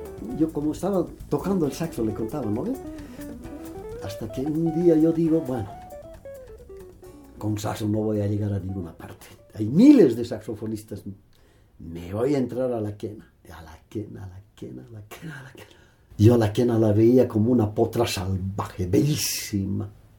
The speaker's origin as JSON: {"language": "Spanish", "country": "Bolivia", "said": "Yo como boliviano consciente y querendón de la patria"}